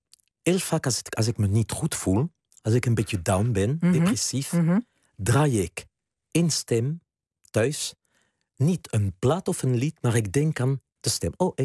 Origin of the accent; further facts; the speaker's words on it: southwest France, France; Dutch is a second language; now in Netherlands; ik kom uit Zuidwest-Frankrijk. Ik ben bijna een Latino, hè, zou je kunnen stellen.